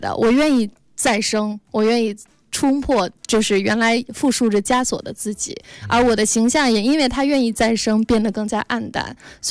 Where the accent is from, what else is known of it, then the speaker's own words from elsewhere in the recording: China; 或者我们中国人才会有的一些感觉